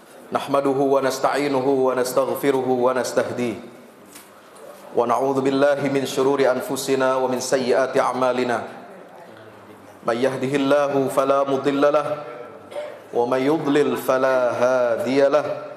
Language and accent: Indonesian; Pekojan, Jakarta, Indonesia; ternyata saya juga orang Pekojan